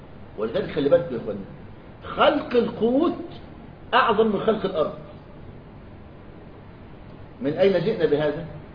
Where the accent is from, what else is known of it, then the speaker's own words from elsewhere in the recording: Egypt; قالها كبير النصارى عندنا في مصر،